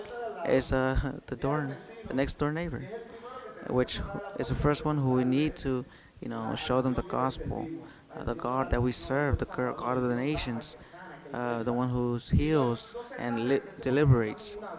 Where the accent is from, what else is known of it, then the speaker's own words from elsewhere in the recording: New York City, New York, United States; I was raised there in Brooklyn.